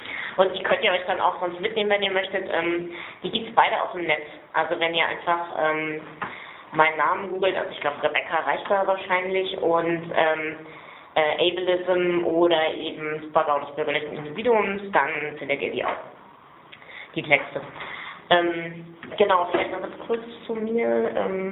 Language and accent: German; Berlin, Germany; weil ich komme aus Berlin und fahre heute auf Wiedersehen zurück